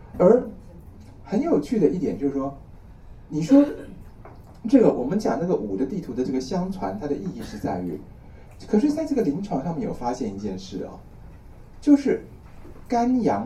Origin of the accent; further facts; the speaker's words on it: Taiwan; 好比说啊，我们台湾人来讲